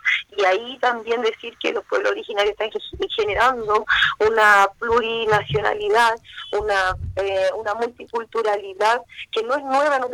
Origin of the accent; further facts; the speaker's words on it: Viña del Mar, Valparaíso, Chile; born there; now in Petorca, Chile; Yo hoy día estoy en Petorca, nací en Viña